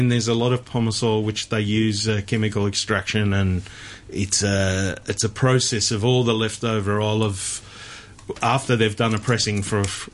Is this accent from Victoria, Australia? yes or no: yes; Melbourne, Victoria, Australia; I am from Melbourne.